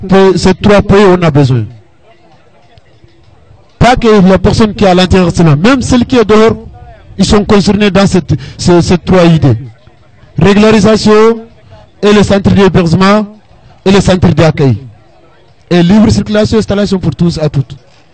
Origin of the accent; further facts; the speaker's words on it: Mauritania; French is a second language; Moi je suis mauritanien